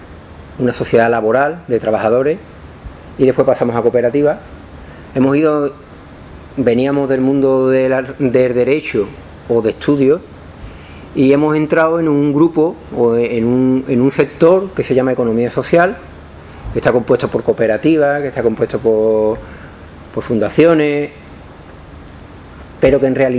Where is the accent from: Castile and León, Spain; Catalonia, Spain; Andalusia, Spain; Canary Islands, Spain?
Andalusia, Spain; Morón de la Frontera; En la cooperativa de mi pueblo, Morón de la Frontera, está el mayor latifundista del pueblo y de muchos pueblos